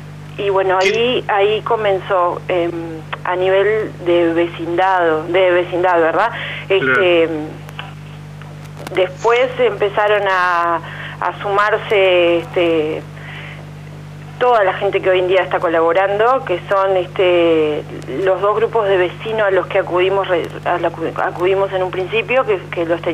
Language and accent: Spanish; Montevideo, Uruguay; Nosotros somos de Montevideo, si bien tenemos vinculación familiar con el departamento de San José de muchos años, antes de llegar aquí a Quillú estábamos viviendo en Montevideo.